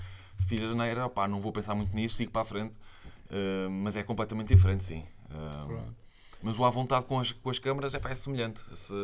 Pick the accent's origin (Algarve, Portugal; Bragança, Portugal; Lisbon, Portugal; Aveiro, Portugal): Aveiro, Portugal; primeiro sou de Aveiro e os estúdios são todos em Lisboa